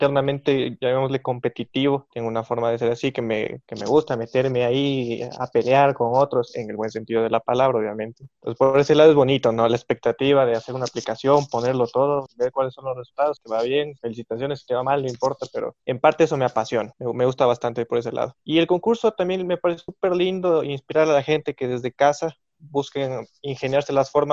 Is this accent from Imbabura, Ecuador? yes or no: no; Quito, Pichincha, Ecuador; Yo siempre digo, solo soy un pianista quiteño